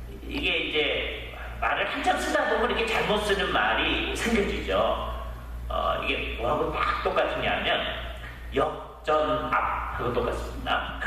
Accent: South Korea; now in United States; 그리고 또 하나의 정체성이 뭐냐? 우리는 한국 사람이다.

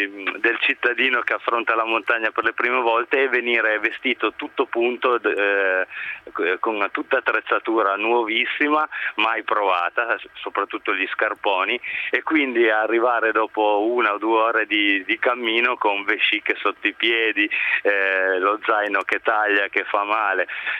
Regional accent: Piedmont, Italy; essendo qua della piccola provincia. Allora li ho invitati un'estate qua dalle mie parti a vivere un po' la montagna ed è stato bellissimo poterli portare sulle cime più alte qua nel Cuneese

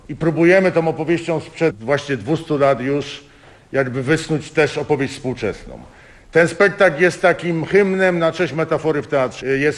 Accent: Tarnów, Lesser Poland, Poland; ja i Małgorzata Bulanda, scenograf tego spektaklu, jesteśmy z Tarnowa.

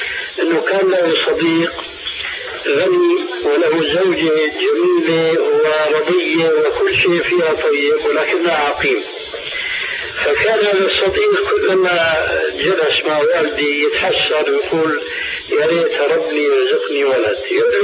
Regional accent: Syria; كما يقولون عندنا في سوريا

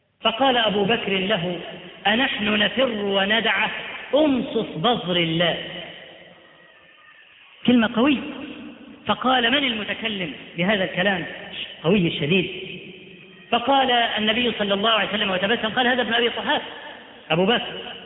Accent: Upper Egypt, Egypt; ده احنا عندنا في الصعيد لحد دلوقتي

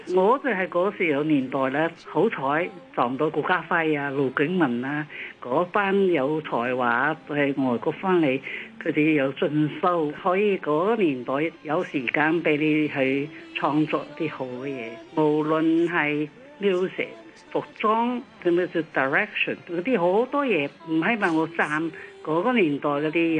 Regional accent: Shanghai, China; now in Hong Kong; 我系上海人啦。以前系上海嘅时候咧，已经流行咗好多西曲啦

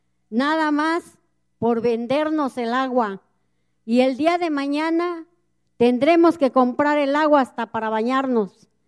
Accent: Ojo de Agua Grande, Veracruz, Mexico; vengo de Ojo de Agua Grande, municipio de Amaclán, Amaclán de los Reyes, Veracruz.

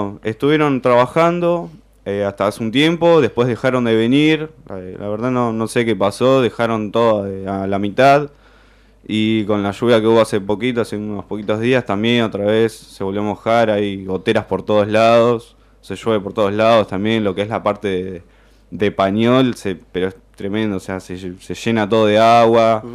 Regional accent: La Plata, Buenos Aires Province, Argentina; Yo soy de Villa Garibaldi, antes de Parque Sicardi

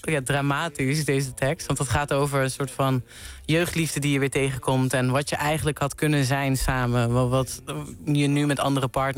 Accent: Venlo, Limburg, Netherlands; Ik kom uit Venlo.

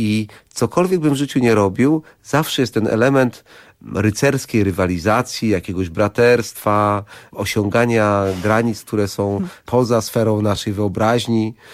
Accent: Jarosław, Subcarpathian Voivodeship, Poland; also born or lived in Lubaczów; Ja się urodziłem w Lubaczowie, w bardzo małym mieście na Podkarpaciu. Jestem obywatelem honorowym w tej chwili Lubaczowa. Wychowałem się w Jarosławiu.

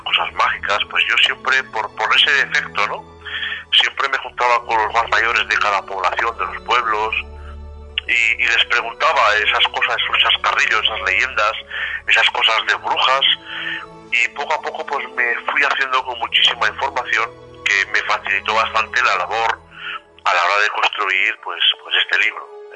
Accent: Teruel, Aragon, Spain; Esa es mi comarca de nacimiento. Bueno, yo me atreví a la libertad de iniciar el libro en Teruel, ya que soy yo de Teruel y es la zona que también más he vivido

